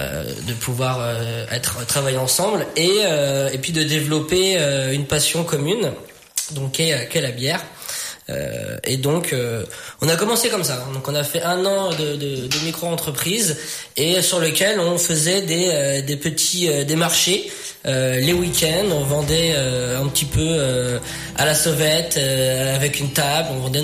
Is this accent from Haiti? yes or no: no; Saint-Pryvé-Saint-Mesmin, Centre-Val de Loire, France; on est originaire de Saint-Privé-Saint-Mémin.